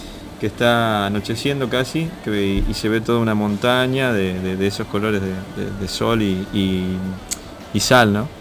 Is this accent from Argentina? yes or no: yes; Jujuy, Argentina; No, somos jujeños, la banda nació en Jujuy también y seguimos viviendo allá.